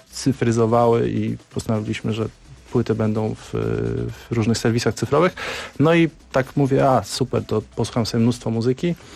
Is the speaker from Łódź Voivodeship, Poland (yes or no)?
no; Warsaw, Masovian Voivodeship, Poland; Ja się wychowałem na Mirowie i tam praktycznie co kilkadziesiąt metrów są jakieś tablice